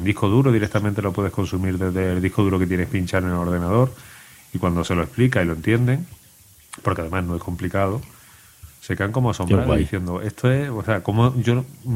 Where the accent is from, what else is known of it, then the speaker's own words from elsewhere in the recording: Chile; moved away; desde que vine de Chile hasta aquí